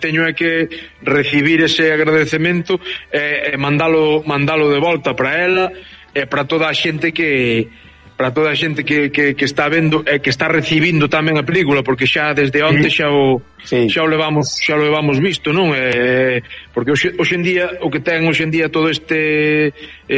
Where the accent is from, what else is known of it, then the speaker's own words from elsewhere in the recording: Mazaricos, Galicia, Spain; eu son de Pino de Val, unha aldea de Mazaricos, do concello de Mazaricos.